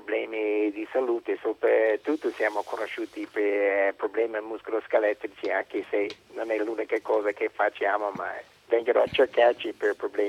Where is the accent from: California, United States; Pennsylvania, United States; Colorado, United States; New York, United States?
Pennsylvania, United States; Philadelphia; Italian is a second language; now in Senigallia, Italy; Di Philadelphia.